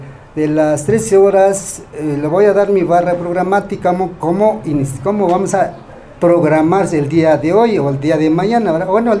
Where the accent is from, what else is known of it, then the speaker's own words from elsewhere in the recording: San Ildefonso, Mexico; Sí, soy nativo de San Ildefonso, yo nací en San Ildefonso. Nací honestamente en una cuna de Ayate, allá en la comunidad de San Ildefonso. Nosotros hablamos la lengua ñañú